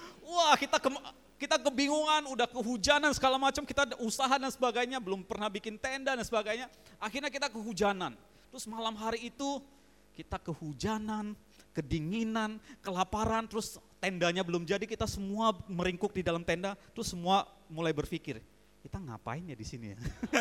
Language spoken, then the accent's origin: Indonesian; Pontianak, West Kalimantan, Indonesia; saya dari Pontianak, dari daerah, pertama kali ke Jakarta